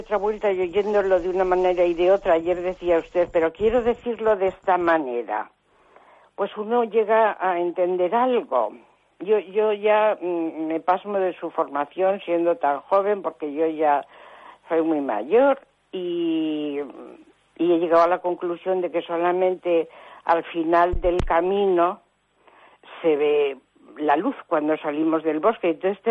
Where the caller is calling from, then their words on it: Cantabria, Spain; de Cantabria.